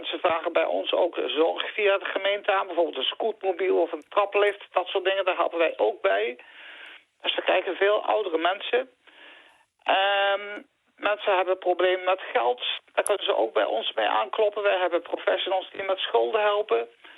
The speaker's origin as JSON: {"language": "Dutch", "town": "Nijmegen", "region": "Gelderland", "country": "Netherlands", "said": "Ik kom uit Nijmegen."}